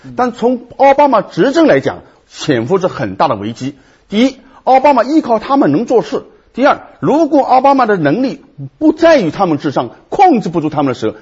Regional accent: China; 从我们中国人看起来，你算不了什么英雄

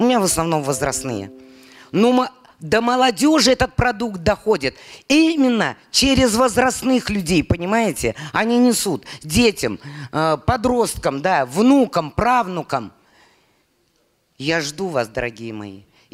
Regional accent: Bashkortostan, Russia; born there; Я родилась в Башкортостане. 72 национальности, башкир 12%.

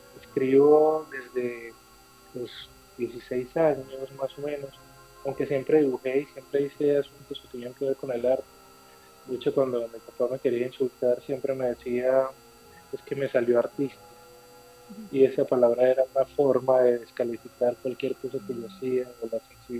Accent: Medellín, Antioquia, Colombia; born there; Mira, yo nací en Medellín, desde aquí estamos conversando y aquí escribo a diario.

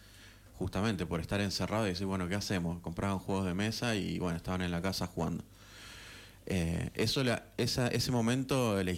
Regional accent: Rosario, Santa Fe, Argentina; yo que vengo de Rosario, cuando empecé y era más chico, no conseguía grupos de juego.

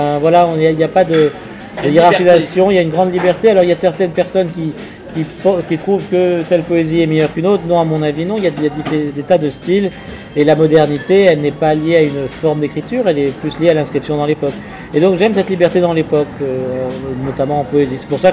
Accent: Paris, Île-de-France, France; À Paris, je suis très parisien, moi. Je suis un parisien tête de chien, moi.

